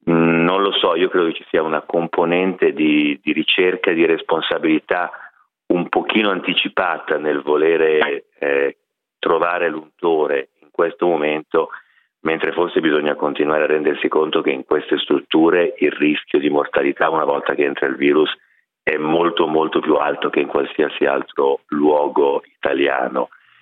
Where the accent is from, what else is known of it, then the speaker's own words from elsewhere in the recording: Milan, Lombardy, Italy; anche da milanese mi fa tanto tanto piacere